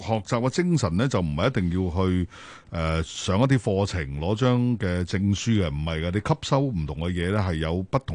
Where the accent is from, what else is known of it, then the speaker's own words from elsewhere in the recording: Guangdong, China; 我系广东人有个传统嘅讲法